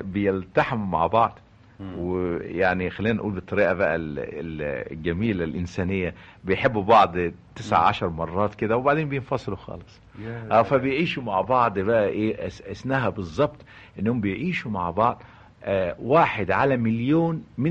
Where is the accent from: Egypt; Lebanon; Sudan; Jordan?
Egypt; أنا دايما بقول I am Egyptian، أنا مصري، ولن أنتمي لأيديولوجي معين لأن أنا أنتمي لمصر.